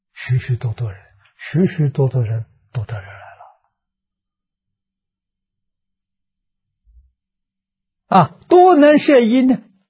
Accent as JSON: {"language": "Chinese", "country": "China", "said": "我们中国人所谓青出于蓝而胜于蓝"}